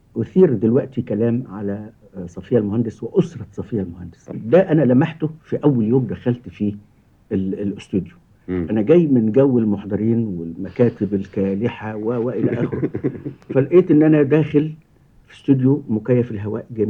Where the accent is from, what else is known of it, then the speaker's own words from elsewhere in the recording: Cairo, Cairo Governorate, Egypt; وأنا قاهري وفهمي صعيدي، وانا صعيدي زيه بس انا قاهري وهو عاش هناك.